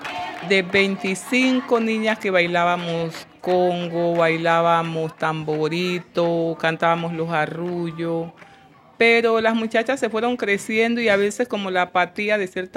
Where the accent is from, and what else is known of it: Chocó, Colombia; born or raised there; also born or lived in Valle del Cauca